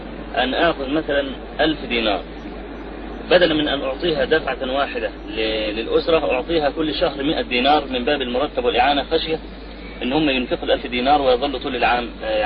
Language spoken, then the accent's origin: Arabic; Egypt; يعني إحنا عندنا في مصر الموظف يأخذ 40 جنيه مثلا أو 50